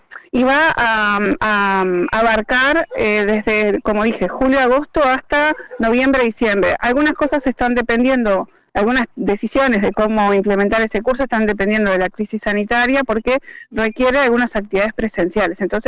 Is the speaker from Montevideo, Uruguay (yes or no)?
yes; Montevideo, Uruguay; now in Parque del Plata, Uruguay; yo hace 15 años que vivo en Parque del Plata, soy montevideana, pero tengo corazón canario